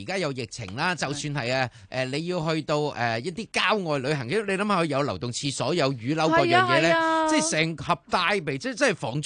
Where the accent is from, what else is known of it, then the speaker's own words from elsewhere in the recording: Hong Kong; 我哋香港人有啲地方都做得好好噶